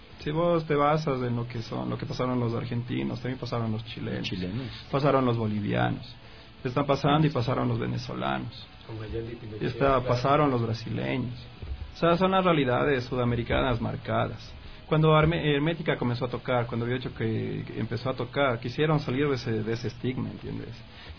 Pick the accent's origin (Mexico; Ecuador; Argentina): Ecuador; cómo llegó a nosotros la realidad de española hasta a nosotros como ecuatorianos, a nosotros como sudamericanos